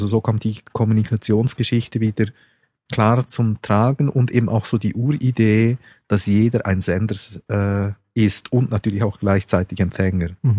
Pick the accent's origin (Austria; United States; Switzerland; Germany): Switzerland; als Schweizer hat man immer den Eindruck